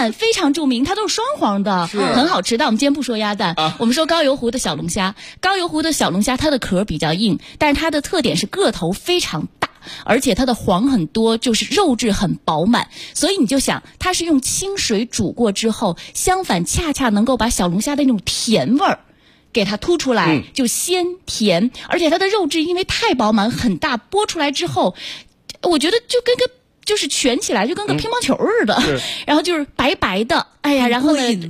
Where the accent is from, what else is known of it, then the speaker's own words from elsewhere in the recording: Shaanxi, China; now in Beijing, China; 因为我是陕西人。后来到了北京之后呢